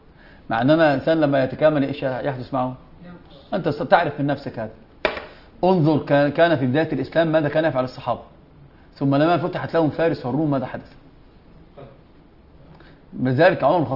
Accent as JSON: {"language": "Arabic", "country": "Egypt", "said": "هذه يسمونها ايش؟ كعكة عندنا في مصر"}